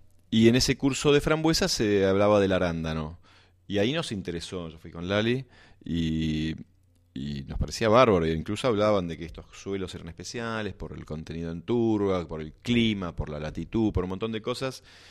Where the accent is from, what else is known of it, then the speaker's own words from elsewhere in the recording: Buenos Aires, Argentina; born there; moved away as an adult; also born or lived in Bariloche; now in El Hoyo, Argentina; Yo nací en Buenos Aires y a los... creo que a los 18 años, cuando terminé el colegio, decidí irme. Y eso fue mi etapa urbana de la vida. Y empecé a vivir primero en Bariloche unos años y después me vine a El Hoyo. Directamente a vivir en el campo